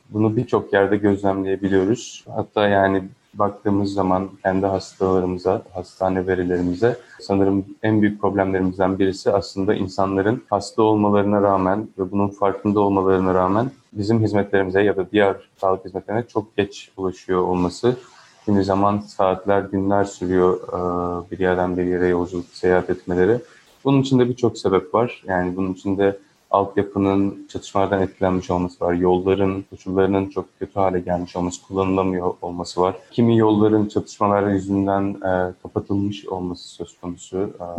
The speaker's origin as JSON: {"language": "Turkish", "town": "Izmir", "region": "İzmir", "country": "Turkey", "said": "Kendim de İzmirliyim. Yakından takip ediyorum durumu."}